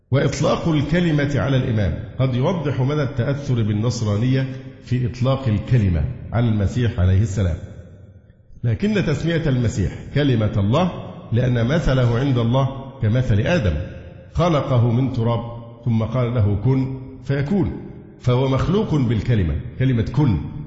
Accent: Egypt; فما يحصل عندنا في مصر من عبادة الأضرحة

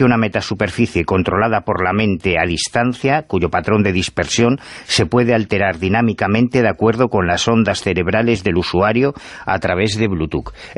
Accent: Madrid, Community of Madrid, Spain; Sí, sí, y de Carabanchel.

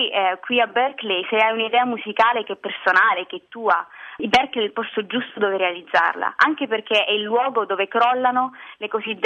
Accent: Calabria, Italy; now in Rome, Italy; sono cresciuta cantando e ballando le musiche tradizionali della mia terra, la Calabria. Però anche successivamente, quando mi sono trasferita a Roma

